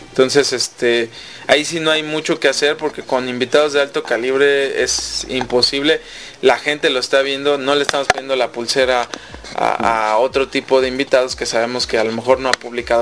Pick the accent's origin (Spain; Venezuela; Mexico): Mexico; Aquí el problema en México es que, como buenos mexicanos, nos ha costado mucho trabajo